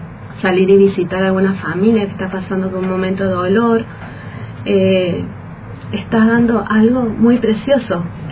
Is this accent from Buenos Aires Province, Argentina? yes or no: no; Paraná, Entre Ríos, Argentina; Sí, soy de Entre Ríos, soy de Paraná.